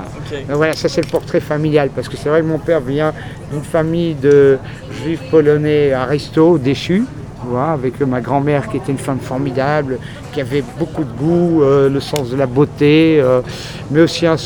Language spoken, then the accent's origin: French; Paris, Île-de-France, France; also born or lived in Belgium; Donc c'est vraiment, j'ai un parcours très atypique, si tu veux, quoi. Donc je suis d'origine parisienne, si tu veux, au départ